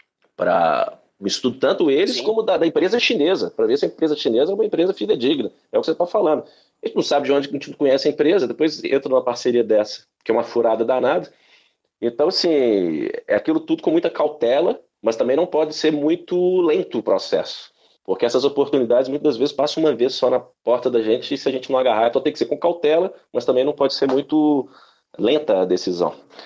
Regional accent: Minas Gerais, Brazil; como bom mineiro que eu sou, desconfiado.

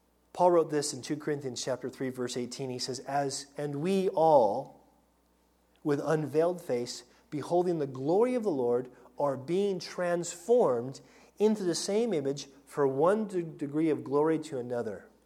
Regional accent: United States; I mean, I'm American for crying out loud, and I am culturally American.

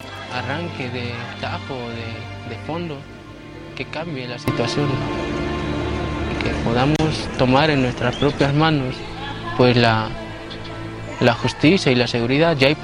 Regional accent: Guerrero, Mexico; Porque soy guerrerense y los he visto actuar multitud de veces.

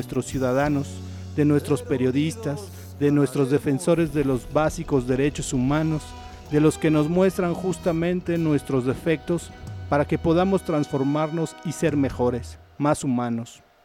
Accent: Mexico; Nos atañe como ciudadanos, como ciudadanas, como mexicanos, como mexicanas

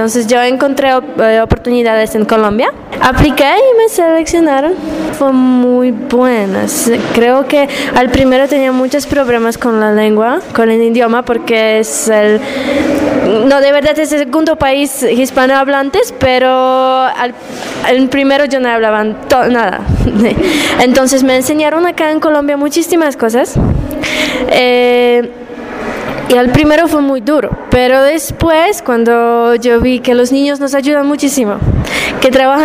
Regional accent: Poland; Spanish is a second language; yo soy de Polonia. Entonces, yo estoy un voluntario en Polonia con la organización de AISEC.

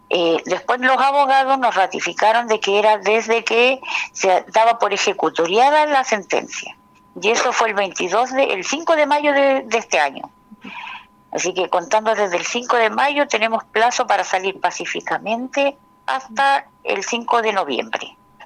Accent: Chile; Nuestro derecho como ciudadanos, como chilenos, como quieran decirlo, como personas, como familias

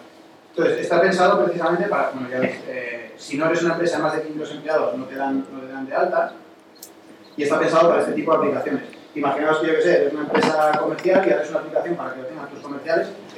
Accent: Spain; como soy español, no quiero pagar los impuestos que pagarías en Estados Unidos, porque ya declararé mis impuestos aquí

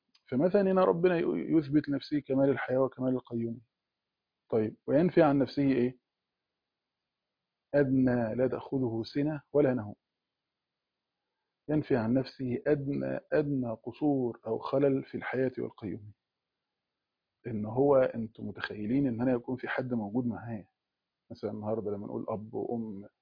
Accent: Egypt; وكان احنا عندنا في مصر

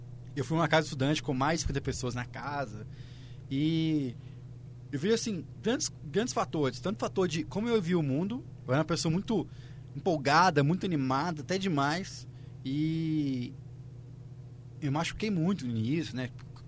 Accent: Minas Gerais, Brazil; moved away as an adult; eu vim de Minas pra cá

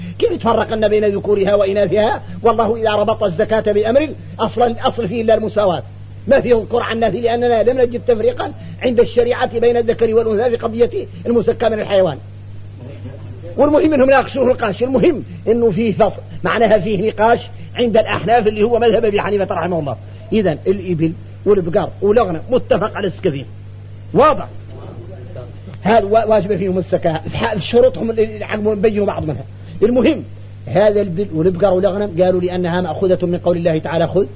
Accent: Mauritania; وراه الشايع عندنا احنا موريتاني

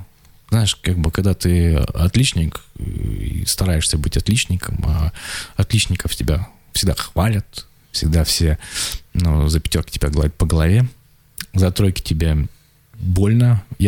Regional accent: Achinsk, Krasnoyarsk Krai, Russia; у меня школу видно из окна дома, вот, где я родился, в Ачинске.

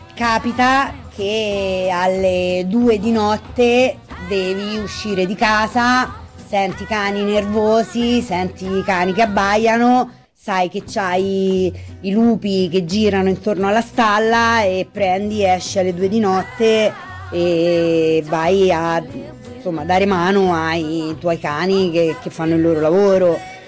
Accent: Rome, Lazio, Italy; per una persona come me, nata e cresciuta in città, a Roma

